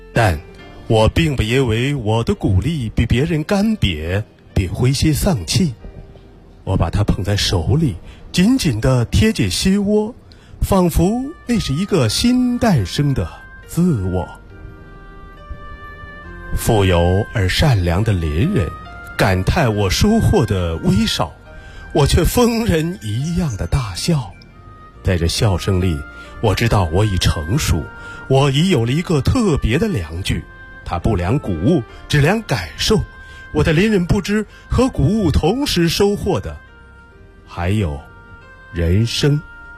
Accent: Weihai, Shandong, China; 来自山东威海的

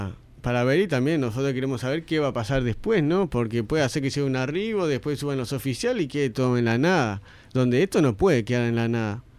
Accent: Montevideo, Uruguay; soy de La Teja también, claro, de Tres Ombúes, para ser más específico

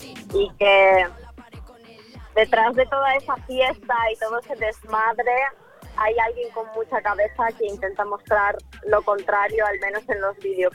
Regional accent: Ukraine; Yo, de hecho, tengo tatuado en la mano que soy de Ucrania. O sea, para mí mi país, mi tierra es, no sé, yo formo parte de eso. Son mis raíces

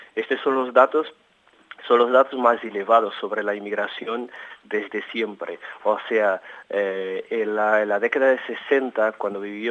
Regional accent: Portugal; Spanish is a second language; revolucionario en Portugal, la contrarrevolución, los aspectos más actuales de lo que pasa hoy en día en mi país.

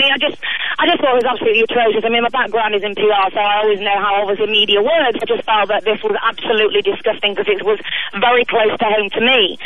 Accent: United Kingdom; and I'm obviously British

